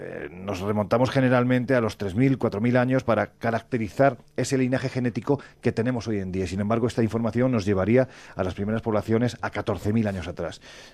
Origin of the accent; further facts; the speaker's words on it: Andalusia, Spain; Oye, yo siempre digo que soy andaluz sin gracia